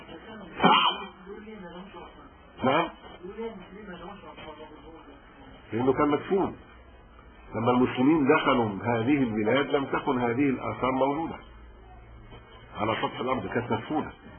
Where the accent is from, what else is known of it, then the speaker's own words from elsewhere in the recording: Egypt; انا قبطي مسلم، يعني انا مصري مسلم